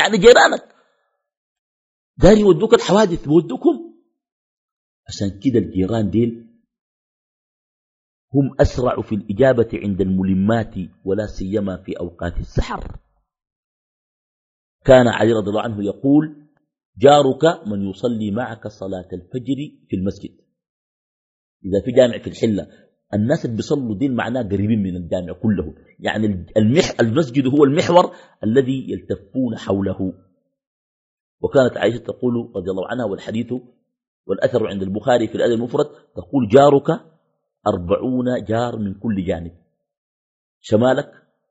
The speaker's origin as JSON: {"language": "Arabic", "region": "Khartoum", "country": "Sudan", "said": "بعض الأحياء عندنا في الخرطوم بتكون أحياء مغلقة"}